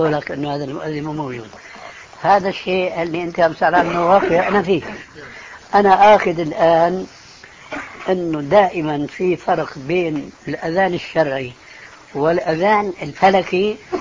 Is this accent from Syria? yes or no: yes; Syria; كما يقولون عندنا في الشام